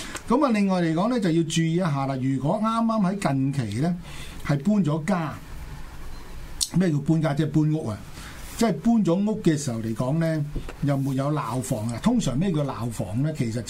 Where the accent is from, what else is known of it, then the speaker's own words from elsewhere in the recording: China; 我哋中國人咧喺呢一個節日咧，就最中意飲翻兩杯嘅。